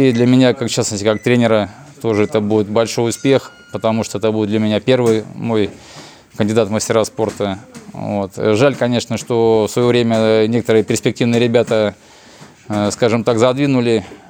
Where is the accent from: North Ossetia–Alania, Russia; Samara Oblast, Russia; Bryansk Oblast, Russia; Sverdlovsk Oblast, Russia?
Bryansk Oblast, Russia; Bryansk; Да, я местный житель, я брянский коренной житель.